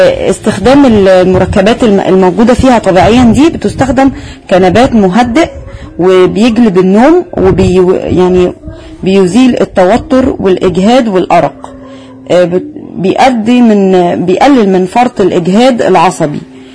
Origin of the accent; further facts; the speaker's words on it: Egypt; وزهرة الآلام الحمراء نبات عندنا في مصر